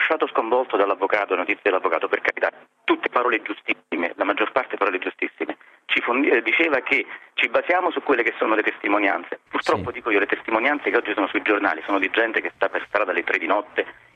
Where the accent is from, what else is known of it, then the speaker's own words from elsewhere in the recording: Naples, Campania, Italy; now in Rome, Italy; Sono napoletano, ho vissuto fino a 10 anni fa a Roma, per 40 anni a Napoli, quindi ho vissuto 40 anni a Napoli in una periferia, quindi in un quartiere piuttosto degradato.